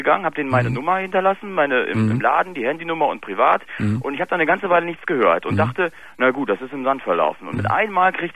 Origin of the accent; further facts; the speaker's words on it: Berlin, Germany; born there; Ja, es ist griechisch, aber ich bin kein Grieche, also ich bin in Berlin geboren.